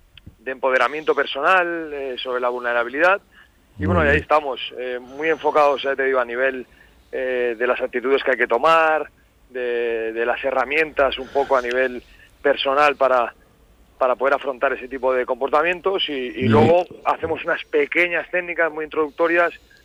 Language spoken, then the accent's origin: Spanish; Barcelona, Catalonia, Spain; Yo soy de Barcelona, ¿sí?